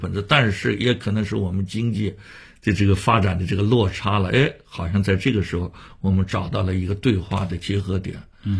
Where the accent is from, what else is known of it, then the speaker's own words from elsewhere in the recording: Shanghai, China; 北京人也做过我们上海人的戏啊